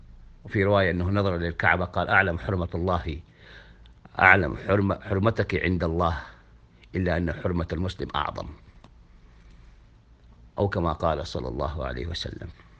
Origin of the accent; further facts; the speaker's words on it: Saudi Arabia; خاصة نحن المقتدرين من السعودية